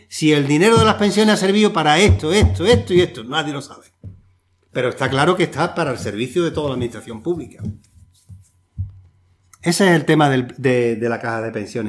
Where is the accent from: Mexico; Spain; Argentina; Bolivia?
Spain; como todos conocemos en nuestro país y somos españoles y españolas